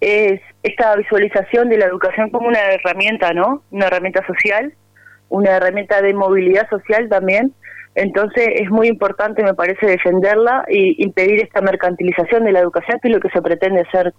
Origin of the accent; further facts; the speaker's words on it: Paysandú, Uruguay; Acá estamos en comunicación desde la Heroic.